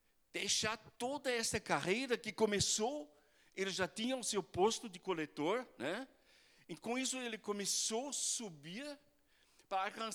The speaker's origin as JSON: {"language": "Portuguese", "country": "Germany", "tie": "born or raised there", "second_language": "Portuguese", "moved": "yes", "said": "Eu fui criado no campo, na Alemanha, bem no interior, né? A nossa vilarejo tinha 1.600 habitantes."}